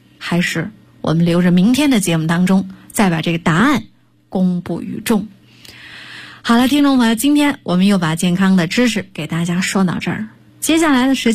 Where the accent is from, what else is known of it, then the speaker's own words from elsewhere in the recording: Northeast China, China; 咱们土生土长的东北人年年到了冬天